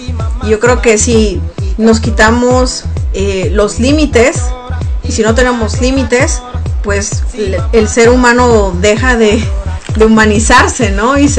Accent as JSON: {"language": "Spanish", "country": "Mexico", "said": "así somos los mexicanos, esta es nuestra cultura"}